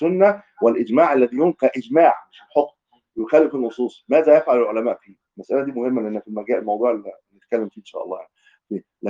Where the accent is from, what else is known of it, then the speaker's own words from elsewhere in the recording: Egypt; ما تسمع واحنا من اهل مصر.